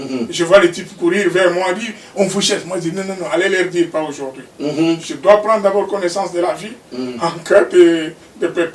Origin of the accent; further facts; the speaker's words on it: Kinshasa, DR Congo; Moi je dis, non, moi je viens de Kinshasa.